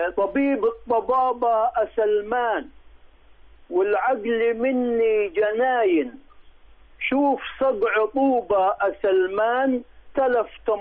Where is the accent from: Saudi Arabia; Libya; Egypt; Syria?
Egypt; Upper Egypt; علشان كده احنا عندنا في الصعيد بيغطوا الطماطم والبطيخ